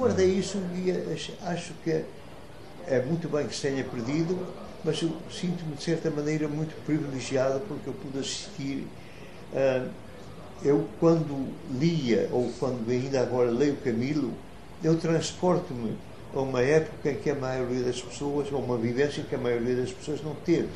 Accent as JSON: {"language": "Portuguese", "town": "Vila Nova de Gaia", "region": "Norte", "country": "Portugal", "tie": "born or raised there", "said": "Eu nasci em Vila Nova de Gaia, em 1930."}